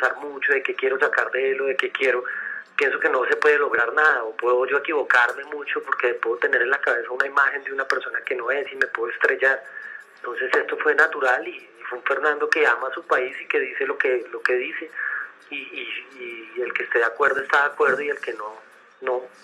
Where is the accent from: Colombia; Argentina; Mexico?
Colombia; nosotros como colombianos también tenemos que parar ya